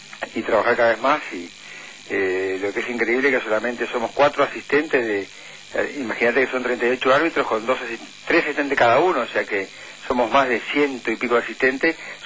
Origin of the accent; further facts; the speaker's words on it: Uruguay; No, la verdad es que como uruguayo, siempre al último momento armando todo.